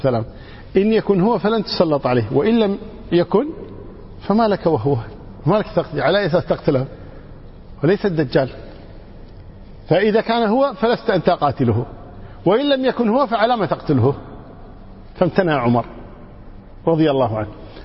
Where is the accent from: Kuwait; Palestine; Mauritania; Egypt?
Kuwait; إحنا عندنا مثل من الكويت يقول